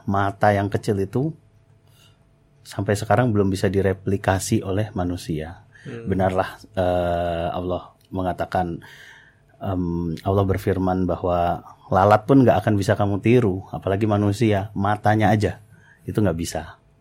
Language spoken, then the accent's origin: Indonesian; Tangerang, Banten, Indonesia; now in Sleman, Indonesia; Saya asal dari Tangerang dan saat ini tinggal di Sleman di Kecamatan Godean.